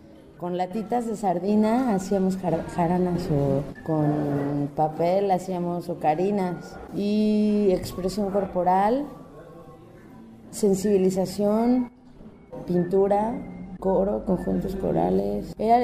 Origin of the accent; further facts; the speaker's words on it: Mexico City, Mexico; moved away as an adult; now in Xalapa, Mexico; yo estudié en la Universidad Veracruzana, yo me salí del DF a los 18. Empecé a venir mucho a Veracruz, decidí irme a Jalapa